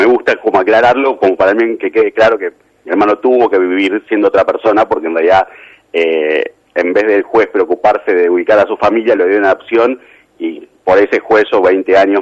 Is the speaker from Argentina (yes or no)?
yes; Argentina; Yo creo que somos una Argentina, es muy piola en montones de cosas